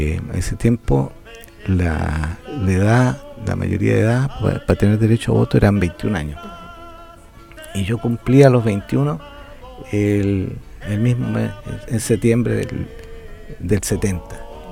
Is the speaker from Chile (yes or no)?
yes; Talca, Maule, Chile; yo vivía en una pensión en Santiago. No era mi casa, soy originario de Talca, un estudiante talquino en Santiago